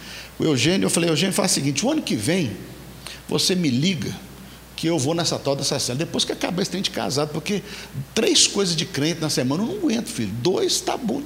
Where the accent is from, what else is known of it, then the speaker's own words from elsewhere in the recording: Nanuque, Minas Gerais, Brazil; now in Belo Horizonte, Brazil; a Grande Nanuque, não sei quem ouvi falar, fica ali no Nordeste Mineiro, né? E viemos lá da Grande Nanuque e viemos para Belo Horizonte em 2001 e fomos morar 2 quarteirões da Igreja Batista Central no Santo Antônio.